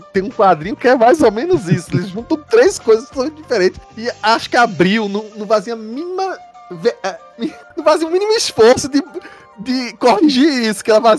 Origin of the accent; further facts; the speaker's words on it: Recife, Pernambuco, Brazil; Eu sou de Recife, então eu adorei que tem uma personagem assim.